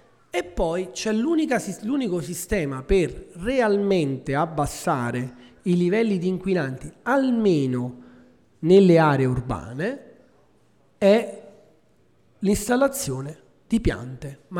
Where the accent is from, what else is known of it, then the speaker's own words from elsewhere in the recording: Nola, Campania, Italy; Io vengo da Nola e ci sono mesi nei quali non si può respirare.